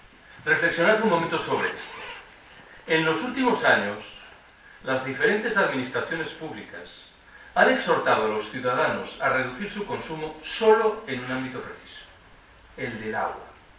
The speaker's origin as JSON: {"language": "Spanish", "region": "Galicia", "country": "Spain", "said": "Yo soy gallego."}